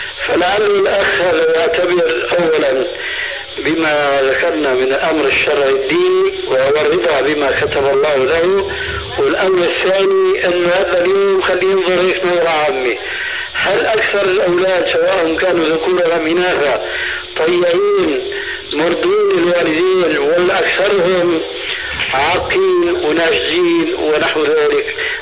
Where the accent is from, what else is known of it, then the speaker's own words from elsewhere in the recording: Syria; هي كما يقولون عندنا في سوريا